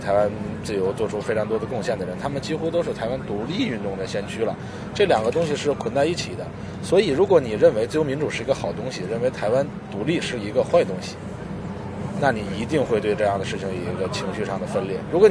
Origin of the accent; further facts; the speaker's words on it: China; 就是为什么我们从大陆过来的这些人看到台湾选举会有一种比较撕裂的感觉